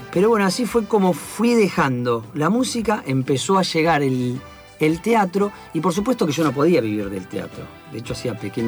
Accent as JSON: {"language": "Spanish", "town": "El Palomar", "region": "Buenos Aires Province", "country": "Argentina", "said": "Soy del Palomar."}